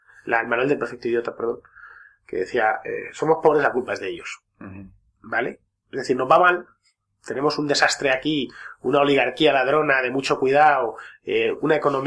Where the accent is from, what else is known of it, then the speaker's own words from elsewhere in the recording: Spain; Somos españoles, ya está.